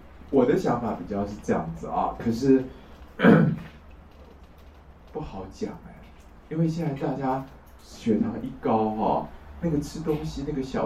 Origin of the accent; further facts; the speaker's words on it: Taiwan; 那现在我们台湾人啊，肾坏掉是钾离子造成的